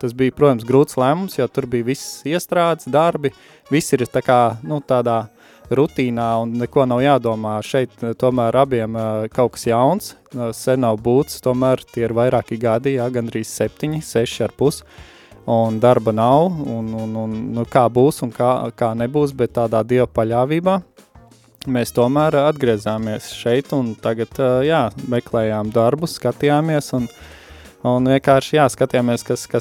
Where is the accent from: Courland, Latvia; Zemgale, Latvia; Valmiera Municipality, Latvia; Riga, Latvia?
Zemgale, Latvia; Dobele; also born or lived in Cēsis / Iceland; esmu oriģināli no Dobeles, dzimis audzis, vēlāk... Tā kā Cēsis, pa Cēsīm dzīvojies, jo aprecējos un sievu no Cēsīm.